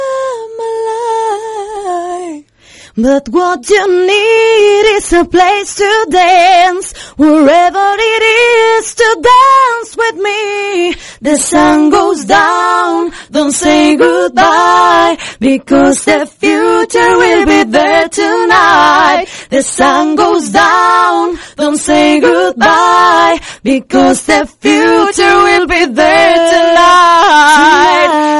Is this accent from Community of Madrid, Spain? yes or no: yes; Mejorada del Campo, Community of Madrid, Spain; la ilusión de mi vida era cantar en mi tierra, en Mejorada del Campo